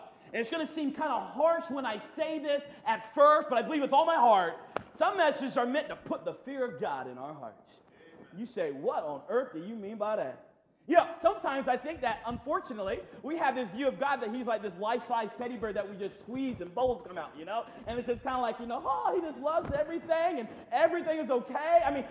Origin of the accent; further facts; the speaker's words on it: North Carolina, United States; well, I come from North Carolina.